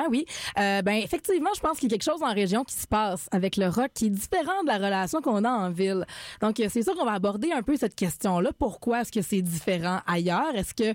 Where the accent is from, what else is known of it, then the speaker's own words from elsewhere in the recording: Quebec, Canada; Puis moi, je viens de région aussi. Je viens vraiment du Bas-Saint-Laurent, donc de plus loin encore que Québec.